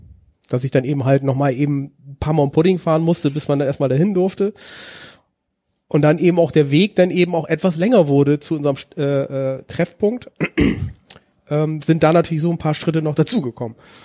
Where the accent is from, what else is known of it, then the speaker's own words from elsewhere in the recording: Rhineland, Germany; Zur Hälfte komme ich aus dem Rheinland.